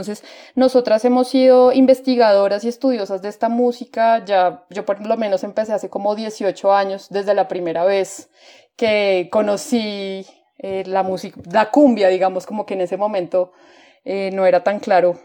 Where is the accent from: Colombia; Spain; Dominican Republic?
Colombia; Bogotá; hemos aprendido acá desde Bogotá, ¿no? Es como también una cosa diferente, somos bogotanas y tocamos música del Caribe